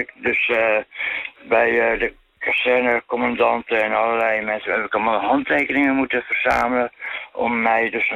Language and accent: Dutch; Amsterdam, North Holland, Netherlands; als Amsterdammer. Tussen allerlei andere stedelingen natuurlijk, Rotterdam, Den Haag.